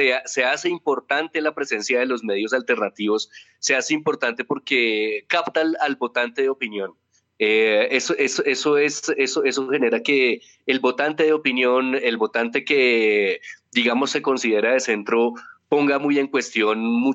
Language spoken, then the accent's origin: Spanish; Colombia; en todo lo que es nuestra idiosincrasia como colombianos, como nos hemos formado como colombianos